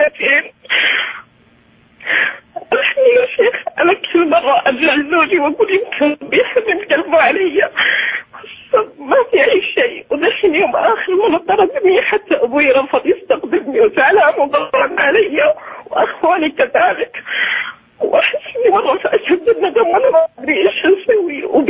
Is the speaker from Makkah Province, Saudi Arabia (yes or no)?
yes; Taif, Makkah Province, Saudi Arabia; أنا من الطائف.